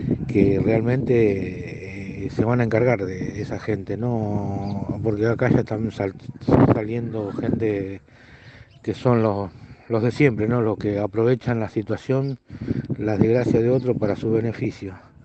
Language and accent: Spanish; Buenos Aires, Argentina; now in Corrientes, Argentina; Yo soy un porteño que hace como 8 años, 9 años que vivo acá.